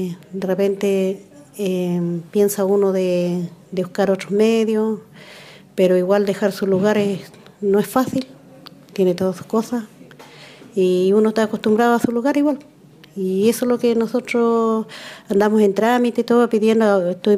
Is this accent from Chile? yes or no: yes; Manquemapu, Los Lagos, Chile; soy de Manquimapu.